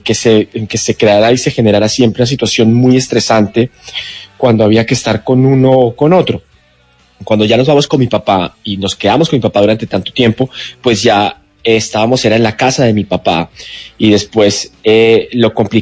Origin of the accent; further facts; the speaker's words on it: Argentina; Exactamente, yo como pues como buen argentino, medio argentino, sabes que además la cultura argentina es muy rockera.